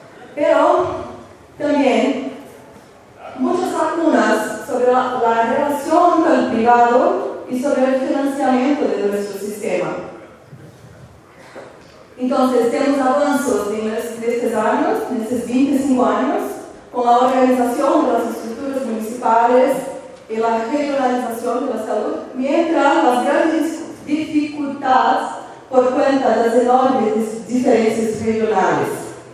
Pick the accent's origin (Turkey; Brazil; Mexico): Brazil; Spanish is a second language; Yo vengo de Brasil con mis compañeros y compañeras